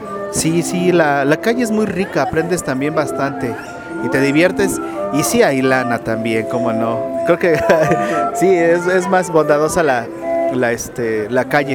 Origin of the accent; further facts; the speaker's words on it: Tlalnepantla, State of Mexico, Mexico; Por decreto soy de aquí, del Distrito Federal. Aquí estoy finalmente registrado. Mi niñez me la pasé en Tlanepantla, ya en la colonia La Presa. Y de ahí a varios lugares, hasta caer a Pachuca, Tizayuca, Ciudad Neza.